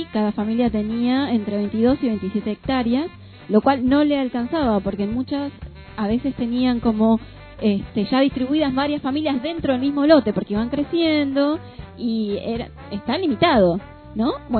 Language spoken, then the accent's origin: Spanish; Entre Ríos, Argentina; desplazó la ganadería, por ejemplo en Entre Ríos, de donde vengo.